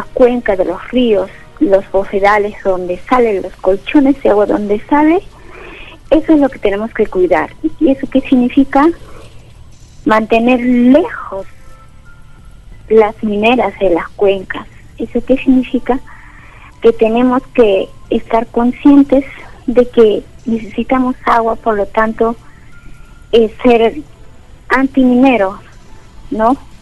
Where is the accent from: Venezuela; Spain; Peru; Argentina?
Peru; yo me declaro pro agricultura, como peruana, como ciudadana peruana